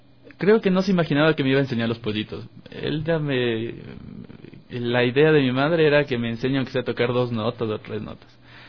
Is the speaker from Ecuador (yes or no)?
yes; Quito, Pichincha, Ecuador; born there; nací en Quito. Vengo de una familia que no son músicos, pero sí han estado vinculados un poco con el arte.